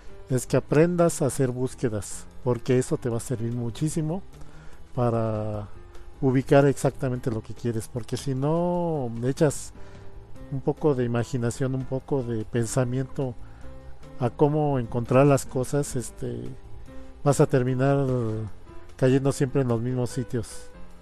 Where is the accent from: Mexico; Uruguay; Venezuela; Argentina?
Mexico; debido a que mucha de la comunidad pues somos mexicanos, tiene subtítulos en español.